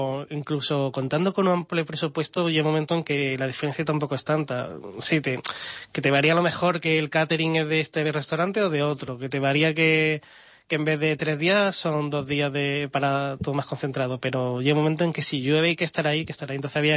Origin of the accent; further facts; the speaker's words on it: Málaga, Andalusia, Spain; now in -; vosotros sois españoles, sí, ¿no? Somos de Málaga, y nosotros también. ¿De dónde? Del Puerto de la Torre.